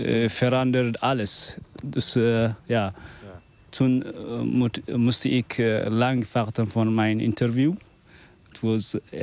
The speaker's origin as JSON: {"language": "Dutch", "country": "Eritrea", "also_born_or_lived": "Sudan", "second_language": "Dutch", "moved": "yes", "lives_now": "Netherlands", "said": "Ik ben in 2015 uit Eritrea gevlucht naar Sudan. Ik woonde in Sudan bijna 4 jaar."}